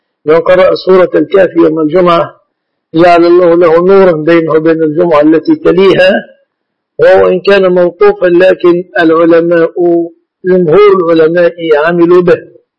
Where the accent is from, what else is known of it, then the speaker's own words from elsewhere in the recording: Egypt; وقد عهد من أحوال الناس في بلادنا مصر